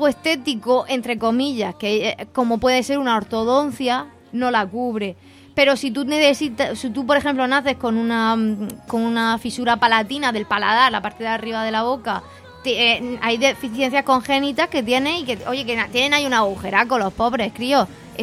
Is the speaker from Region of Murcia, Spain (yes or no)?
yes; Region of Murcia, Spain; Soy murciana y es verdad.